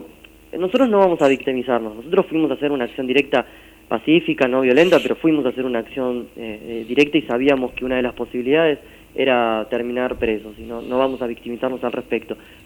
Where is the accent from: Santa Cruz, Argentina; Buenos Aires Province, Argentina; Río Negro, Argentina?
Buenos Aires Province, Argentina; Quilmes; born there; now in Corrientes, Argentina; Yo soy nacido en Quilmes, provincia de Buenos Aires, y vivo hace 2 años en Corrientes.